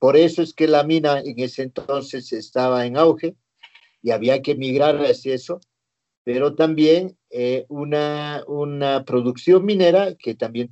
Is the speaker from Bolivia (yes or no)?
yes; Bolivia; born there; yo nací en una zona, en una región minera. Esta región se llama Santa Fe. Está en el departamento de Oruro, acá en Bolivia.